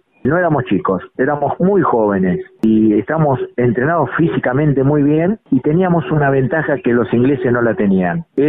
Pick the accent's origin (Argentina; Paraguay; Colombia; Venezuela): Argentina; Yo quiero que los recuerden como argentinos que fuimos a defender la patria.